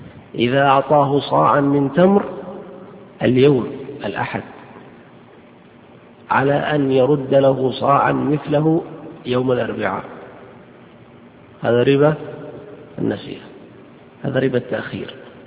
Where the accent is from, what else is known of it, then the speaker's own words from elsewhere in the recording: Saudi Arabia; عندنا في السعودية قرروا أن كل عملة تعتبر جنسا مستقلا